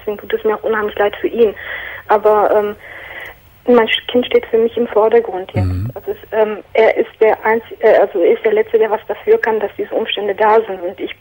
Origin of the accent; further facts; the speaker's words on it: Turkey; now in Germany; Und zwar bin ich Türkin